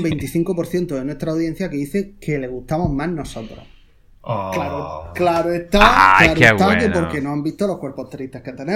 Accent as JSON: {"language": "Spanish", "town": "Murcia", "region": "Region of Murcia", "country": "Spain", "said": "yo soy de Murcia y no le tengo un cariño especial a Murcia."}